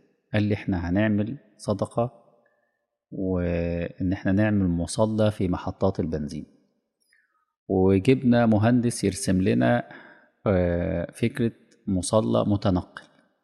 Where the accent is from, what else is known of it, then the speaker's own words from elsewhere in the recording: Egypt; هي فخمة ديت يعني خاصة بينا احنا يعني. كمصريين